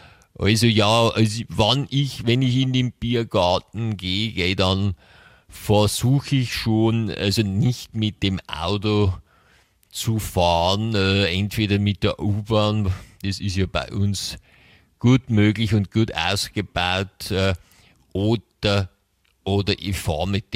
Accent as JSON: {"language": "German", "town": "Munich", "region": "Bavaria", "country": "Germany", "said": "Ich komme aus München."}